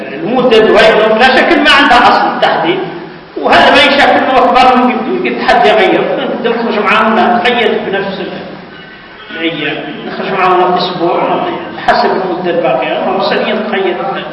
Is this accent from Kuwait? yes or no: no; Mauritania; خاصة نحن موريتاني دائما عندنا اسم مركب